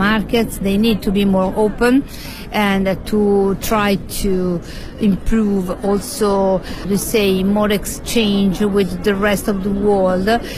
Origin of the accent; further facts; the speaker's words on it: Italy; now in Beijing, China; I am Italian journalist from Italy